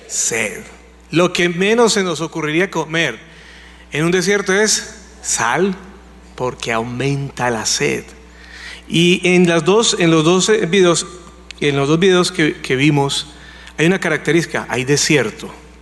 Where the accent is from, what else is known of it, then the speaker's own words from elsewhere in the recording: Colombia; Para nosotros como colombianos, pues el secuestro no es algo raro.